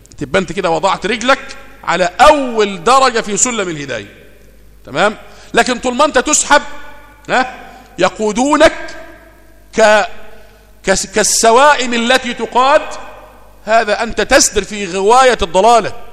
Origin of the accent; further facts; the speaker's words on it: Egypt; اللي احنا بنسميها عندنا في مصر هنا أمن الدولة